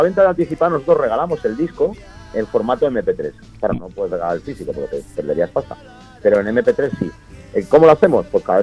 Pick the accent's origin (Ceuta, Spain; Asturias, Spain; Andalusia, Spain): Asturias, Spain; porque nosotros somos los asturianos